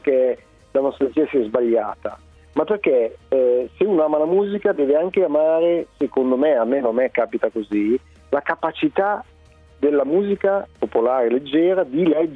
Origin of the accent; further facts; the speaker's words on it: Alessandria, Piedmont, Italy; Allora, io, mio padre, sono di Alessandria appunto